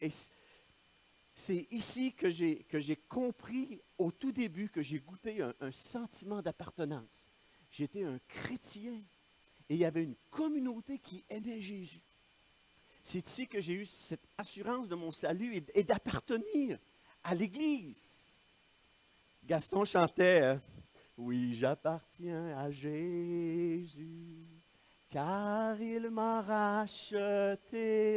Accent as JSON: {"language": "French", "town": "Victoriaville", "region": "Quebec", "country": "Canada", "tie": "born or raised there", "said": "je suis né à Victoriaville, je suis né ici, j'ai grandi à Victoriaville, j'étais au cégep de Victoriaville"}